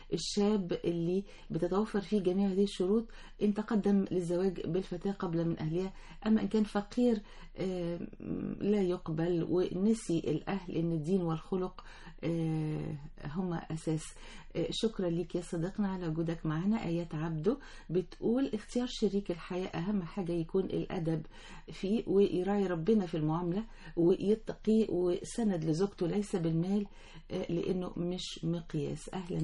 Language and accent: Arabic; Upper Egypt, Egypt; عندنا في الصعيد ما زالت وللأسف بتسيطر علينا فكرة العائلات،